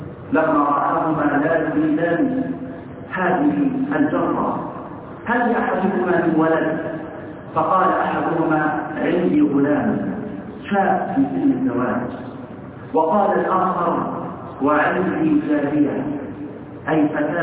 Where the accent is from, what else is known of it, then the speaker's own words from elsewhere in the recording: Egypt; اللهم اصلح حال بلدنا مصر